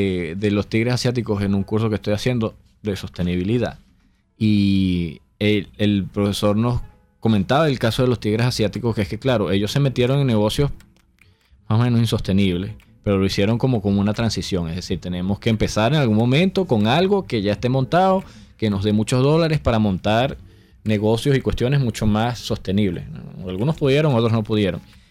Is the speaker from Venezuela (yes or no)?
yes; Venezuela; ay, somos venezolanos y nosotros hacemos las cosas así o así